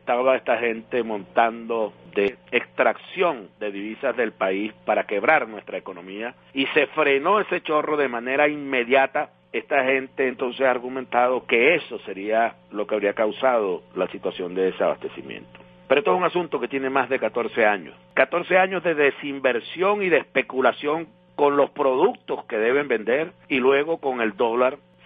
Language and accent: Spanish; Venezuela; Los que no tenemos somos los venezolanos decentes y honestos, que estamos aquí dando la batalla